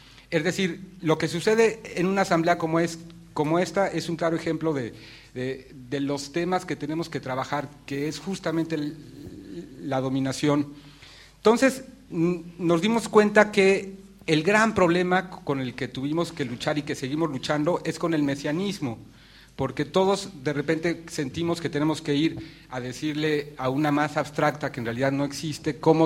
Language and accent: Spanish; Mexico; Yo vengo de México, pasé por aquí por una casualidad enorme. Nada más estoy 3 días aquí